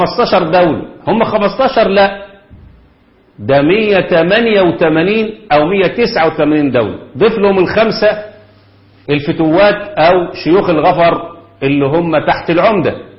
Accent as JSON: {"language": "Arabic", "country": "Egypt", "said": "عندنا في مصر، وطبعا أنا عارف إن في الجزائر أعداد شبههم كده كتير"}